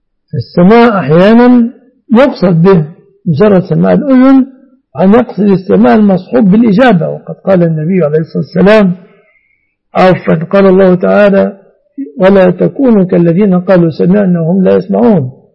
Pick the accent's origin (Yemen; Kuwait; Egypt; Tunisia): Egypt; لكن في الغالب أن الناس في هذا الزمان في بلادنا مصر كلمة علي الطلاق لا يأخذون طلاقا